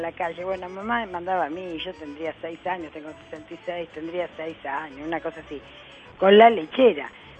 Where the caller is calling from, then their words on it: Floresta, Buenos Aires, Argentina; de Floresta